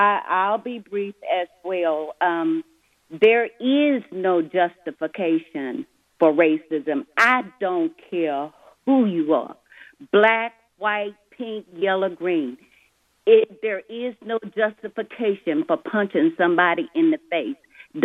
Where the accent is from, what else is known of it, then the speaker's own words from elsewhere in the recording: the South, United States; Back in the day, when my mother and my father were young people, they had a system where I grew up in the South.